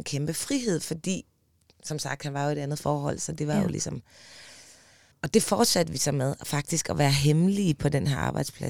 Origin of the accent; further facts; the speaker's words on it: Aarhus, Central Denmark Region, Denmark; moved away as an adult; jeg er fra Aarhus. Og har ligesom haft hele mit ungdomsliv i Aarhus, og beslutter mig så for, som 20-årig, at jeg vil til København.